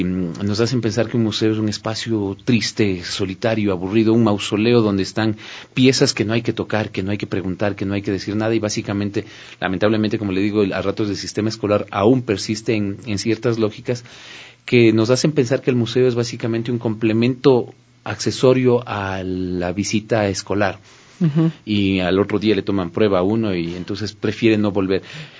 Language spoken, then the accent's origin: Spanish; Quito, Pichincha, Ecuador; esta riqueza de la que somos dueños los ecuatorianos y quiteños